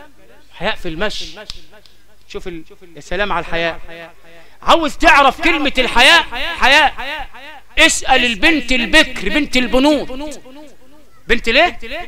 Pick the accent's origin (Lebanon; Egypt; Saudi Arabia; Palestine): Egypt; Sharqia Governorate; عندنا في الشرقيه